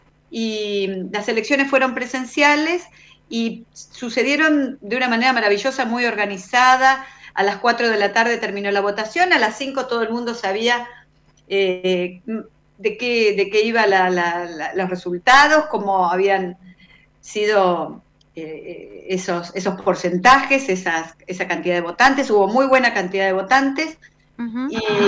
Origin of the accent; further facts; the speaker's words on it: La Plata, Buenos Aires Province, Argentina; Yo soy de La Plata